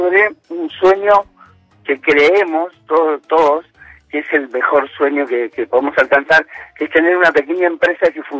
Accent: Pilar, Buenos Aires Province, Argentina; Yo soy de Pilar.

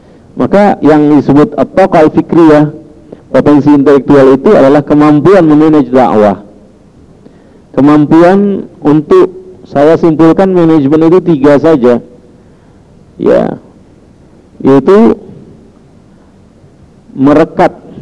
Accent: Jakarta, Indonesia; born there; Lahir di Jakarta tanggal 3 Juli 53. Alamat sekarang Islamic Center Iqra

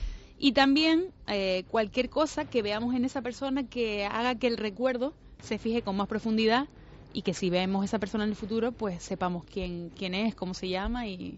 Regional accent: Spain; los españoles somos los europeos que más música escuchamos a través del móvil.

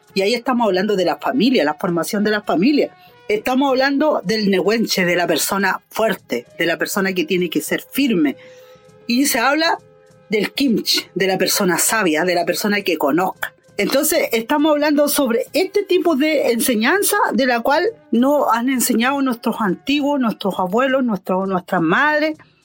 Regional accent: Purén, Araucanía, Chile; yo vengo de Purén, territorio nauche, de la identidad mapuche.

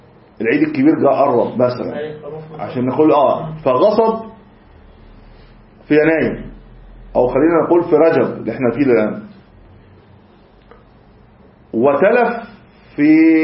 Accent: Egypt; إحنا الآن مثلا عندنا في مصر نقد الجنيه

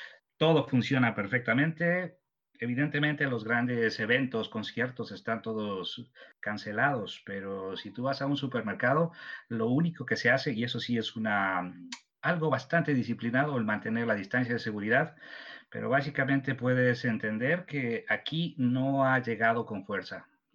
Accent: Ecuador; te comento que yo soy ecuatoriano y como algunos o muchos de vosotros sabréis, el Ecuador tiene unas regiones naturales que están bastante bien definidas

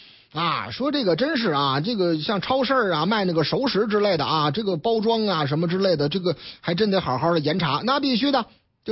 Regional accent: Shanghai, China; now in Beijing, China; 上海啊，我老家上海啊

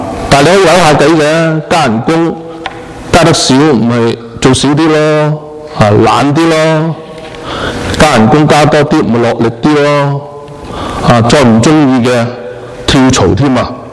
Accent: China; 我哋身为中国人，我哋会为咗中国喺政治喺呢一个经济嘅舞台上边起飞

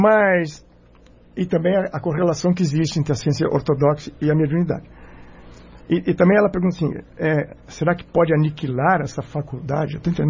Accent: Lages, Santa Catarina, Brazil; Eu sou de Lages.

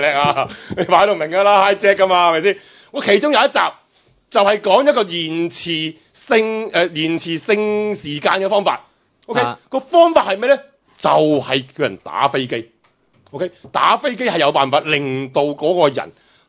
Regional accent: China; 以我哋中国人嚟讲，最叻系咩啊？

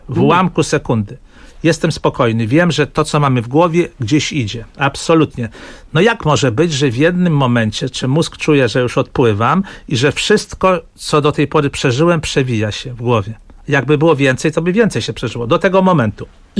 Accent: Łódź, Łódź Voivodeship, Poland; bo jestem z Łodzi

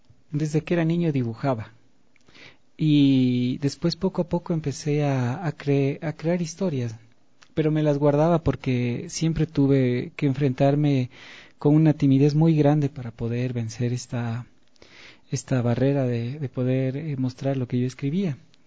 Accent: Ecuador; aquí en mi país, porque claro, allá en España se conoció

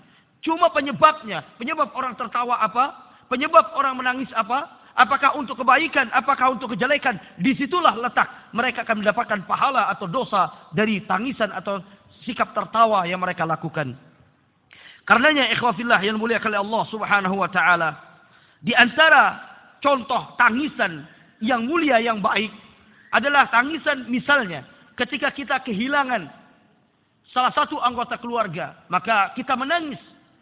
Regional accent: West Nusa Tenggara, Indonesia; karena ana sebagai orang Lombok juga prihatin dan juga merasa sangat khawatir dengan kondisi yang ada di sana

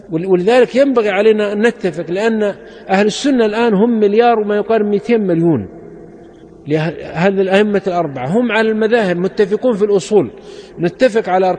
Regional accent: Saudi Arabia; وعندنا في السعودية حنابلة

